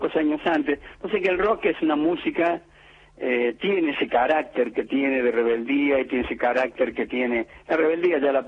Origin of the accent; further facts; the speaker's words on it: Córdoba, Argentina; yo soy cordobés, lógicamente da por hecho que tengo una relación extraordinaria con la gente de Córdoba